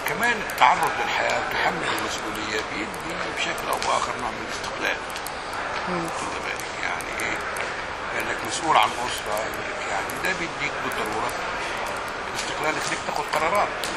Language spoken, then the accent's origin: Arabic; Egypt; انا نشات في مناخ في الريف المصري كان مناخ متسامح جدا.